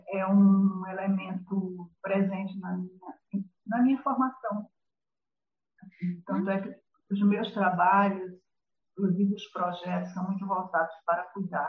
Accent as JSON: {"language": "Portuguese", "region": "Northeast Region", "country": "Brazil", "accent": "Northeastern Brazilian", "said": "as pessoas, você é nordestina? Por causa do meu sotaque, que eu faço, inclusive, nenhum esforço para mantê-lo, mas se mantém"}